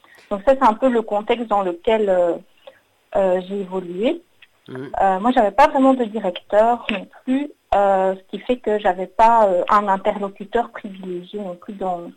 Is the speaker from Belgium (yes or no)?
yes; Belgium; j'ai 35 ans et je suis originaire de Belgique.